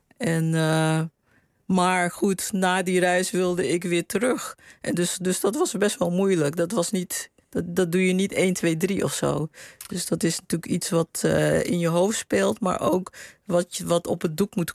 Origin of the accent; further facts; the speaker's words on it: Paramaribo, Suriname; De herinneringen waren meer in het huis waar ik opgroeide, zeg maar. En de sfeer op straat in Paramaribo.